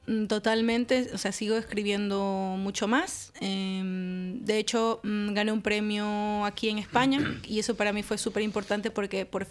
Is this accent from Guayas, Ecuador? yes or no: yes; Guayaquil, Guayas, Ecuador; De Guayaquil.